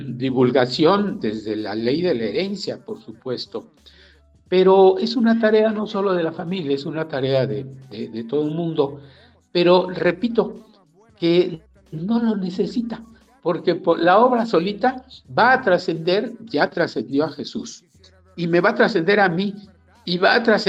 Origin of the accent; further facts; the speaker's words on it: Mexico; es una obra que es para enorgullecernos como mexicanos.